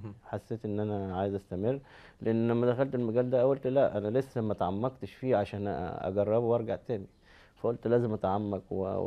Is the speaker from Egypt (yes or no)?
yes; Cairo, Cairo Governorate, Egypt; born there; من مواليد القاهرة، بكالوريوس تجارة.